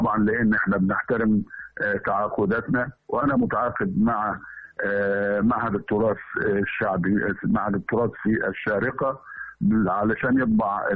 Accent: Hamamiya, Asyut Governorate, Egypt; أنا عندي قريتنا اللي هي الهمامية، قرية الهمامية دي فيها كل الناس فيها تقول الجيم دال، ما عدا عائلة واحدة بس اسمها الخزاعلة بيقولوا الجيم كأنها شين معطشة

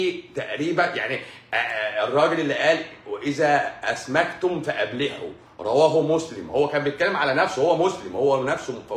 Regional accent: Egypt; احنا بقى عايزين نعمل واحدة احنا عندنا في مصر.

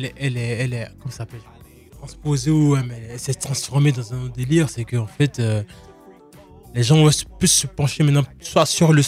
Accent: Côte d’Ivoire; now in France; Moi, j'ai grandi au Bled. Ok, je suis arrivé en 2000.

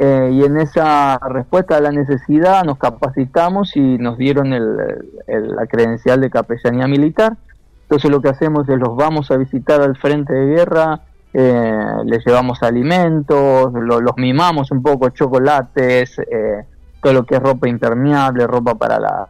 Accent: Argentina; desde Argentina yo no me fui como capellán, pero no sé si como argentino

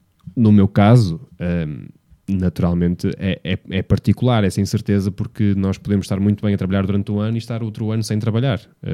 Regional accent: Vila Nova de Gaia, Porto, Portugal; Porto, quando digo Porto, digo Gaia, que é onde vive a minha família, onde eu passei a maior parte da minha vida e onde eu nasci também.

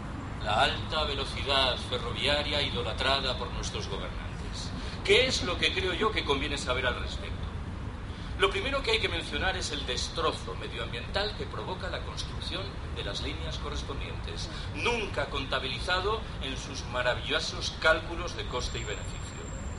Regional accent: Galicia, Spain; Yo soy gallego. Orgullosamente gallego, por cierto.

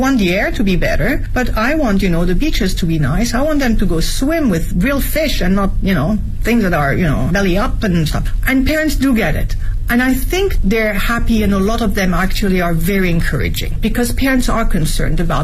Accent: France; English is a second language; now in Beijing, China; My environment, as I was growing up in France, we never really questioned it.

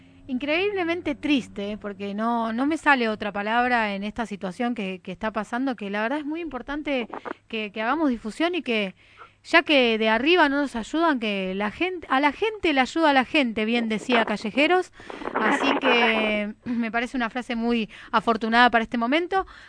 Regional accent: Buenos Aires, Argentina; vamos a todos desde Capital, todos los que somos de Capital

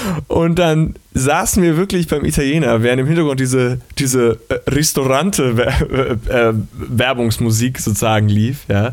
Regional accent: Hamburg, Germany; Ich war das Wochenende in meiner Heimatstadt in Hamburg

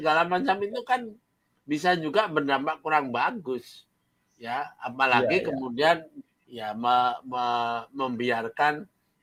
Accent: Java, Indonesia; Ojo gege mongso kata orang Jawa. Saya itu orang Jawa.

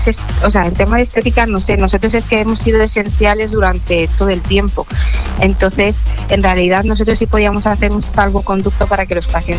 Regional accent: Madrid, Community of Madrid, Spain; Aluche, para mí el mejor barrio de Madrid. Cada uno supongo que su barrio será el mejor. Para mí Aluche, que soy de toda la vida de Aluche.

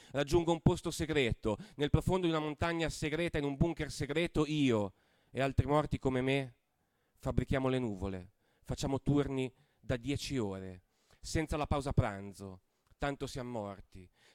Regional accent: Liguria, Italy; io, come diceva Nicolas, vengo dalla Liguria. Voi sapete che noi Liguri siamo famosi per una cosa soprattutto, la nostra allegria.

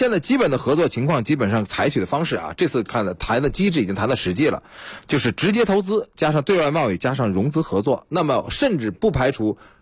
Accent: China; 我们中国人

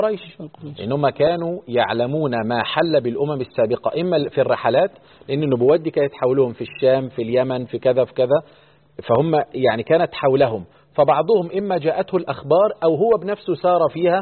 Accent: Egypt; وتلاقي الطلاب كان عندنا في مصر

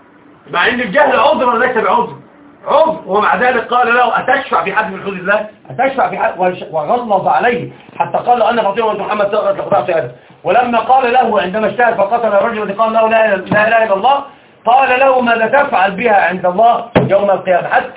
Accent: Alexandria, Alexandria Governorate, Egypt; الأصل أنا صعيدي أصالة، وطبعا أنا ما أعرفش حاجة عن الصعيد، أنا أصل كل شيء حياتي كلها في الإسكندرية

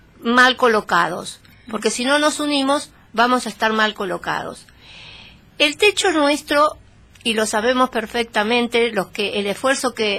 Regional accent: Argentina; Todos somos argentinos. Todos tenemos derecho a una parte de este país.

